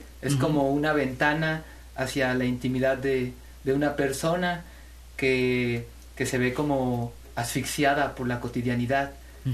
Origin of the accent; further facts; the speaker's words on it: Xalapa, Veracruz, Mexico; Solamente 2 compañeros somos de Jalapa.